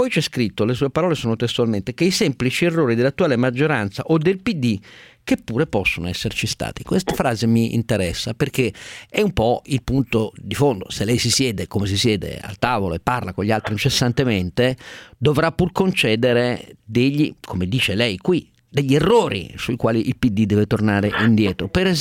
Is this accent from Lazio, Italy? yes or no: no; Turin, Piedmont, Italy; gli ho dato la solidarietà da torinese ieri